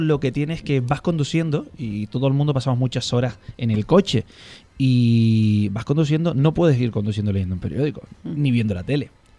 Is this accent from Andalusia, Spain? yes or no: no; Santa Cruz de Tenerife, Canary Islands, Spain; now in Talavera de la Reina, Spain; están oyendo por el acento, se habrán dado cuenta que de Burgos no soy. Más bien muy al sur, muy lo más al sur que se puede ir en Europa, pues de ahí soy de las Islas Canarias.